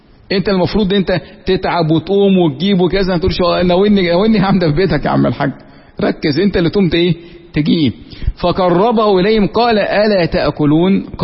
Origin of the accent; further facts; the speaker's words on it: Egypt; accent: Egyptian; زي ما احنا في لهجتنا المصرية كده